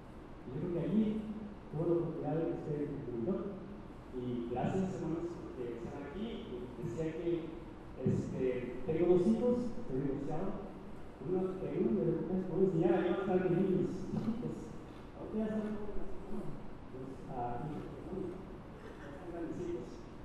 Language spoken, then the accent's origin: Spanish; Ciudad Juárez, Chihuahua, Mexico; Porque mi mamá me enseñó de chico en Juárez